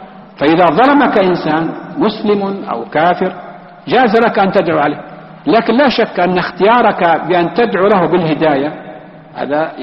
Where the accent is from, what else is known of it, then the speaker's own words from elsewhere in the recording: Palestine; مثلا أنا فلسطينيين